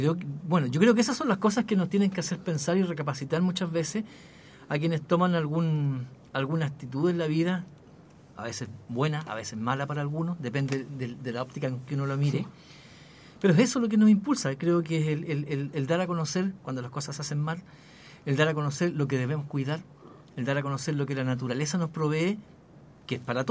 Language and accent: Spanish; Chile; nosotros como sociedad, como Chile, como chilenos, digo